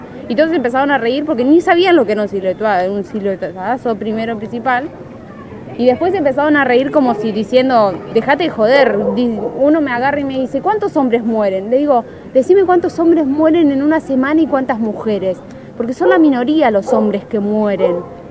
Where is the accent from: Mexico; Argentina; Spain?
Argentina; Santa Fe; Yo soy de Santa Fe y lo hacía ya con una ONG de Santa Fe.